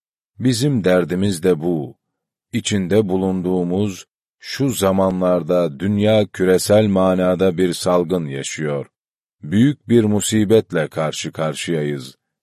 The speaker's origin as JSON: {"language": "Turkish", "town": "Horasan", "region": "Erzurum", "country": "Turkey", "said": "Ben Erzurum Horasanlıyım. Yetiştiğimiz zemin, peygamber sevgisinin, peygamber aşkının çokça konuşulduğu bir zemindi."}